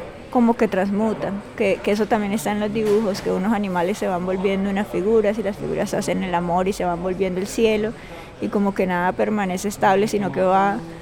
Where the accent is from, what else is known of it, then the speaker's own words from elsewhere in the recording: Cartagena, Bolívar, Colombia; soy una artista cartagenera